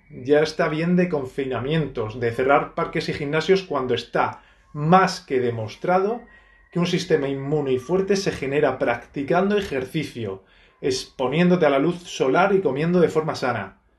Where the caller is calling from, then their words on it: Torrevieja, Valencian Community, Spain; de Torrevieja.